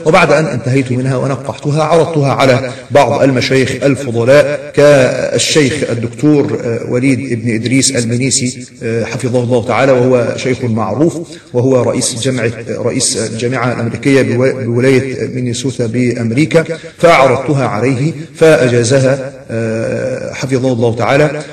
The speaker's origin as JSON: {"language": "Arabic", "country": "Egypt", "said": "وقلت له أدعو لنا، فأنا من مصر ونحو ذلك"}